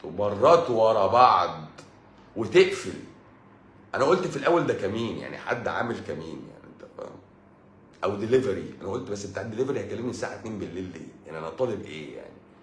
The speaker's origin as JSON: {"language": "Arabic", "country": "Egypt", "said": "بس احنا مصريين بقى حرف السين بيبقى تقيل، بقى تقيل على لساننا"}